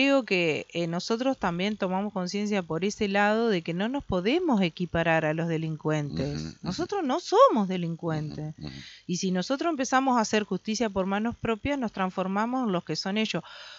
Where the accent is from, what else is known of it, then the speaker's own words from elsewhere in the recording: Concordia, Entre Ríos, Argentina; Yo soy de Concordia, nací en Concordia, ¿me entendés?